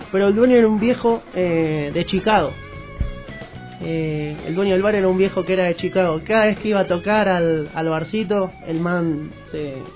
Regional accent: Argentina; moved away as an adult; Yo empecé a viajar hace un año y medio. Salí de Argentina y fui para el noroeste directamente con un amigo.

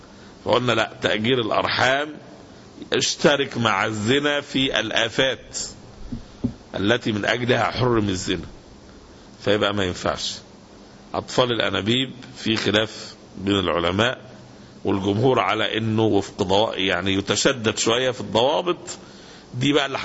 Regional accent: Egypt; مشكلة البطالة احنا عندنا في مصر مشكلة عويصة جدا

